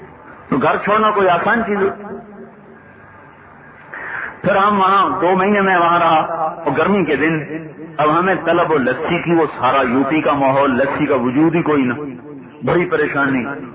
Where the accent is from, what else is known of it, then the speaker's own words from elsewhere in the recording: Khanewal, Punjab, Pakistan; آپ کہاں سے ہیں؟ میں کہا جی پاکستان. پاکستان میں کہاں سے ہیں؟ میں کہا جی ملتان. ملتان میں کہاں سے ہیں؟ میں کہا جی خانے والا.